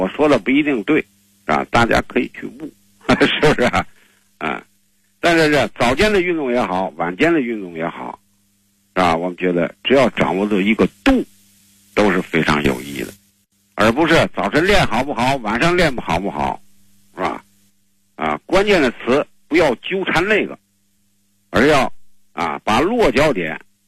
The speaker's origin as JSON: {"language": "Chinese", "country": "China", "said": "你像我们中国人这个吃饭啊"}